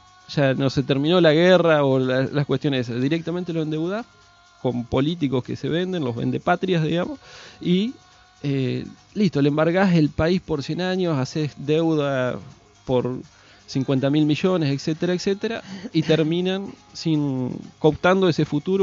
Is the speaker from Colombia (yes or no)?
no; Argentina; esta familia que somos los argentinos